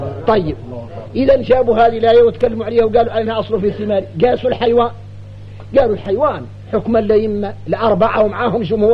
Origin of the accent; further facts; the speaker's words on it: Mauritania; عندنا احنا موريتاني